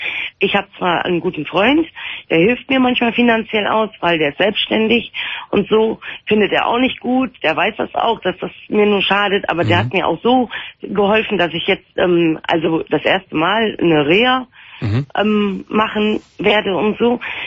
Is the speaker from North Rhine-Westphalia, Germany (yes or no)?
yes; North Rhine-Westphalia, Germany; now in Aachen, Germany; weil ich komme aus dem Raum Düsseldorf